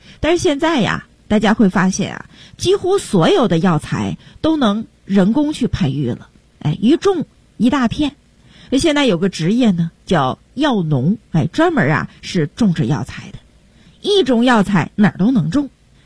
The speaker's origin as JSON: {"language": "Chinese", "region": "Beijing", "country": "China", "said": "我北京人"}